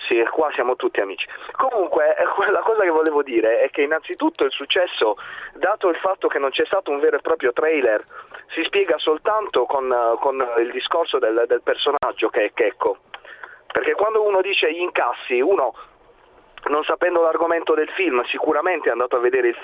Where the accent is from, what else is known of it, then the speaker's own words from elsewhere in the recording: Apulia, Italy; Salve, senta, io sono pugliese.